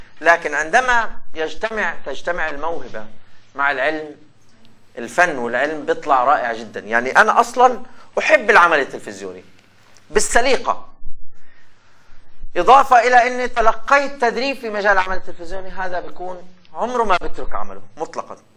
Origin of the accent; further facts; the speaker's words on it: Palestine; يمكن احنا كفلسطينيين تحديدا هو انه هذه عمل وطني باحتراف واقتدار